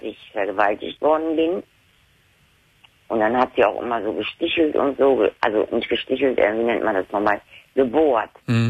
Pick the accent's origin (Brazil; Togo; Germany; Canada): Germany; Lower Saxony; born there; Da bin ich dann aber nicht mehr in Niedersachsen, da bin ich dann hier nach Nordrhein. Ich bin ja in Niedersachsen auch geboren.